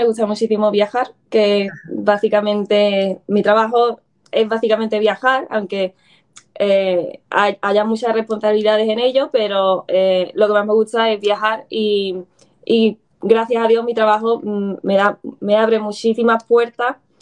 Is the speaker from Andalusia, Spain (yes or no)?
yes; Alhaurín, Andalusia, Spain; yo originalmente soy de Málaga, de Alhaurín